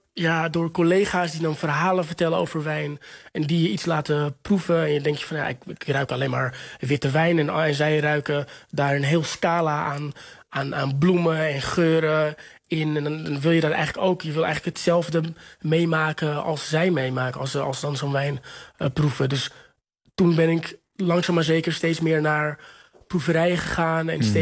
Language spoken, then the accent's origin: Dutch; Texel, North Holland, Netherlands; also born or lived in Lisbon, Portugal; Ik ben wel opgegroeid. Nee, dat maakt niet uit. Ik ben wel opgegroeid op Texel.